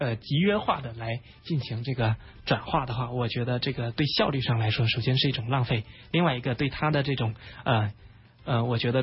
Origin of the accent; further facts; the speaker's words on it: Zhangzhou, Fujian, China; 啊，我家来自福建的漳州